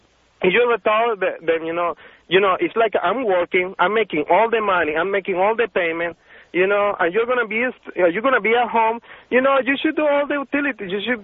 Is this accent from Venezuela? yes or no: yes; Venezuela; English is a second language; now in United States; I'm a computer engineer, you know. And I'm from Venezuela